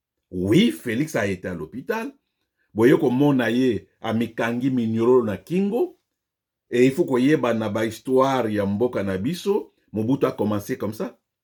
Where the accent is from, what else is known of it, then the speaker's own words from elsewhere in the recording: DR Congo; Moi, je suis Congolais, 100%.